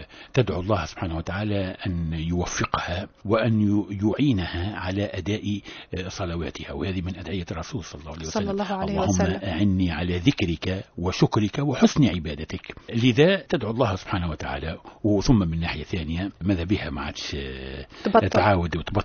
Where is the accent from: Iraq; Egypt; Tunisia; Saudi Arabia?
Tunisia; معروف عندنا في تونس الحمام العربي وكذا